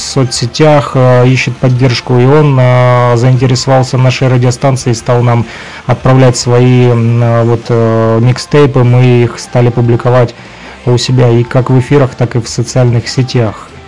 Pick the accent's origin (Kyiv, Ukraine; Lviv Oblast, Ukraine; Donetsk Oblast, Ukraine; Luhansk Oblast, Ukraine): Luhansk Oblast, Ukraine; в том числе и мы из ЛНР.